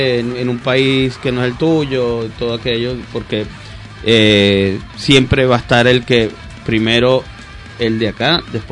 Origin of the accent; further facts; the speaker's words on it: Venezuela; now in Bogotá, Colombia; Sí, sí, desde que nos fuimos de Venezuela, Bogotá.